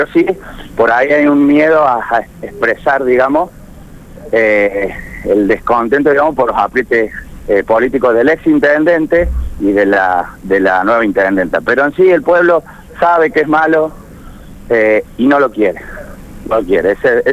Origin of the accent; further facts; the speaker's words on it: Córdoba, Argentina; yo vivo, o sea, vivo 5 minutos de Malvinas, ¿no? Un pueblo que está muy cerca, no soy vecino precisamente de Malvinas, soy de un barrio de Córdoba, pero estoy muy cerca de ellos.